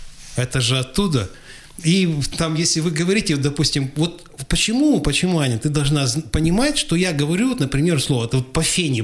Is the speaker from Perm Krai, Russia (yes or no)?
no; Krasnoyarsk, Krasnoyarsk Krai, Russia; Ну, тогда я начал гордиться тем, что вот мы из Красноярска, и мы, нам не надо переучиваться, так, убирать вот этот акцент